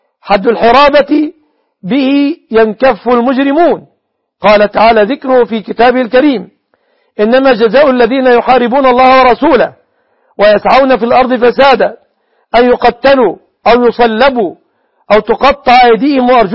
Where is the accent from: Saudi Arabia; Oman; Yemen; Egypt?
Egypt; في بلادنا مصر